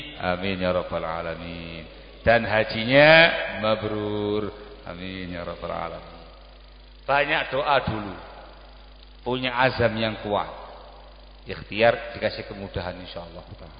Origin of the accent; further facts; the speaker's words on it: Gresik, East Java, Indonesia; kita orang Gresik.